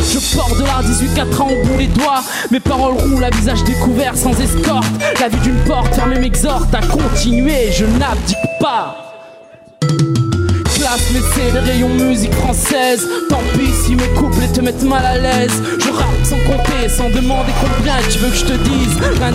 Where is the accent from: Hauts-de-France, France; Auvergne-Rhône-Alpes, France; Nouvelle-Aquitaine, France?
Auvergne-Rhône-Alpes, France; Lyon; Je viens de Lyon mais je vais vers l'universel.